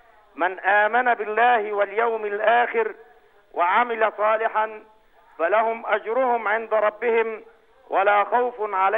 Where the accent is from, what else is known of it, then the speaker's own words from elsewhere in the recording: Egypt; لا من تونس، أنا من مصر.